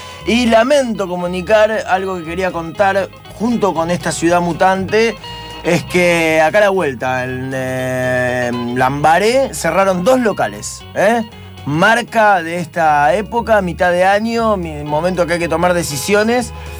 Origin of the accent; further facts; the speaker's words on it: Buenos Aires, Argentina; como somos los porteños